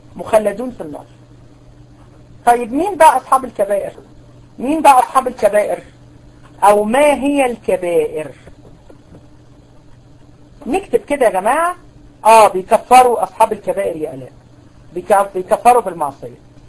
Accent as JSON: {"language": "Arabic", "country": "Egypt", "said": "على فكرة المذهب الأشعري عندنا في مصر"}